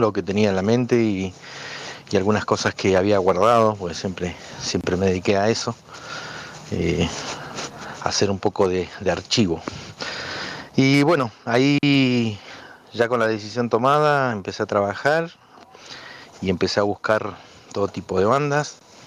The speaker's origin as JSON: {"language": "Spanish", "town": "Bariloche", "region": "Río Negro", "country": "Argentina", "said": "de fuera de Río Negro, que es nuestra provincia. Nosotros somos de Bariloche"}